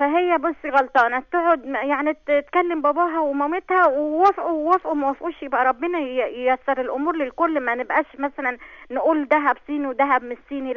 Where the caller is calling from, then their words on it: Ismailia, Ismailia Governorate, Egypt; أنا من عليا من الإسماعيلية.